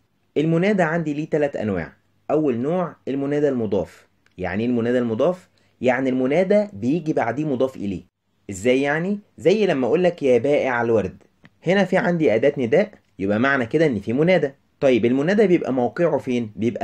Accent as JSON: {"language": "Arabic", "country": "Egypt", "said": "كلنا نعرفه كمصريين ان المصري لازم يحط التاتش بتاعه في اي حاجه"}